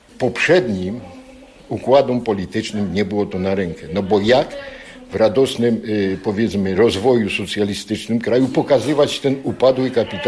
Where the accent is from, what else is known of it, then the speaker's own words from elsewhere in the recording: Katowice, Silesian Voivodeship, Poland; Ja się urodziłem na Nikiszowcu, tak trafił. Tu żyję, tu sobie mieszkam, tu robiłem, tu są moje dzieci.